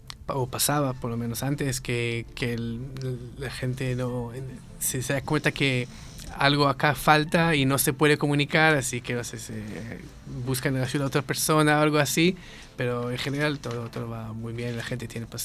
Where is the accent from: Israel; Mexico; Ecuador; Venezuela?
Israel; also born or lived in Netherlands; Bueno, yo soy israelí, así que el nombre, bueno, es de allá, es en hebreo.